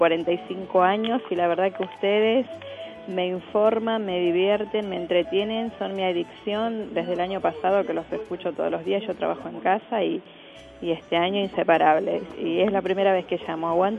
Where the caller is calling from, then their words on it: Loma Hermosa, Buenos Aires Province, Argentina; de Loma Hermosa. Los escucho como todas las tardes.